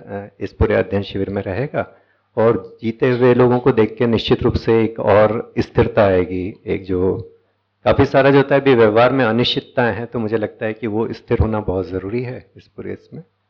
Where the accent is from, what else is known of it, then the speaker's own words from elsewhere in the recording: Raipur, Chhattisgarh, India; मैं रायपुर से हूँ।